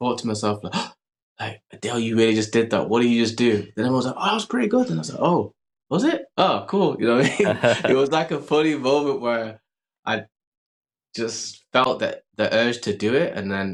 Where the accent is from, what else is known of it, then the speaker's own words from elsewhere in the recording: Manchester, North West England, United Kingdom; just growing up in Manchester, then having the studio